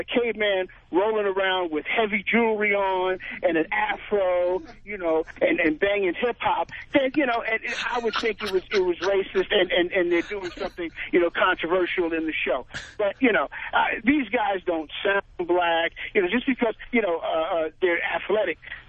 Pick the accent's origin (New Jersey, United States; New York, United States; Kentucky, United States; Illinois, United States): New York, United States; now in California, United States; I'm being from New York, you know, transplanted to California.